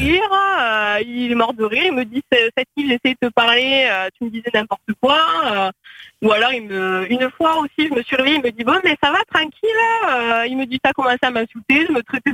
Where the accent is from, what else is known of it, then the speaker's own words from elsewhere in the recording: Hauts-de-France, France; accent: southern; peut-être accent du sud, mais je suis picarde de base.